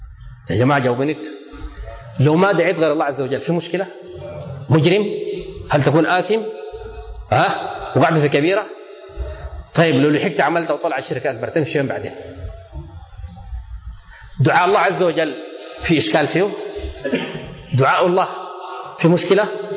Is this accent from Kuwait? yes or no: no; Sudan; كلمة وقصة واقعية حصل عندنا في السودان.